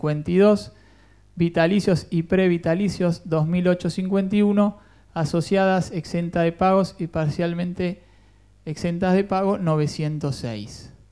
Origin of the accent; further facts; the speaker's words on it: Cuba; por ahí más como abogado y como cubano, para dónde va esto